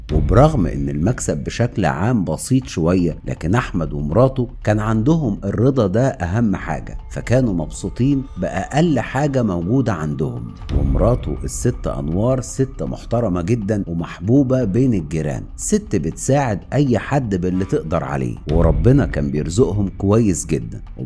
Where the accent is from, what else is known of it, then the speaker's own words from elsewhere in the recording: Egypt; عندنا في مصر الإنسان اللي ما بيصعبش عليه حد